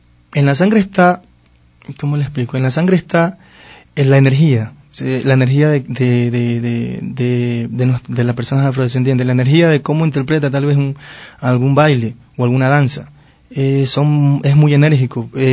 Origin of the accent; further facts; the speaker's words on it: Esmeraldas, Ecuador; Ese lo hice ya en Esmeraldas, ya me trasladé a mi ciudad natal.